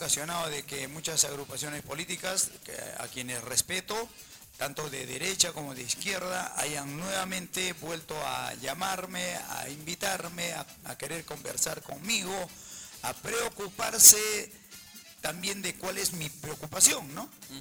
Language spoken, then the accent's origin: Spanish; Peru; En relación a de dónde soy, yo soy un peruano